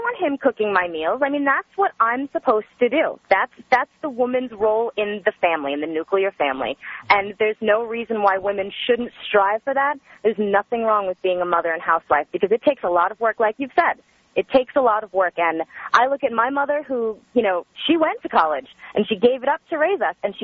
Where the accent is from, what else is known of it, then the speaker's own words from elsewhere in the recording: New York, United States; now in Los Angeles, United States; I live in L.A. now. I'm 27. I grew up in New York on Long Island. My dad's a New York City firefighter.